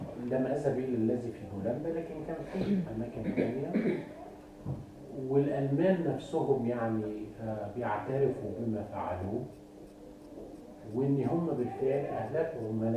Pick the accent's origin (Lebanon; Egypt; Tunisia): Egypt; تعرفوا ان احنا كان عندنا في مصر في ذلك الوقت شعب ضخمه جدا